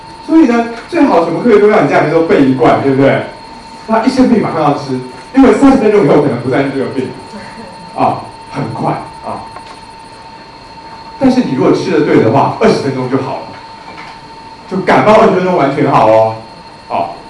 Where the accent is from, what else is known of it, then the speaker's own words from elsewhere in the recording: China; 因为我们中国人说“不通则痛”